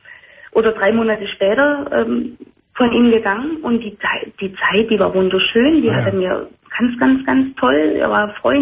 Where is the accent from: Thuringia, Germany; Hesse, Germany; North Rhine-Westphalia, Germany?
Thuringia, Germany; born there; Ich komme gebürtig aus Thüringen und habe mir da aber was aufgebaut.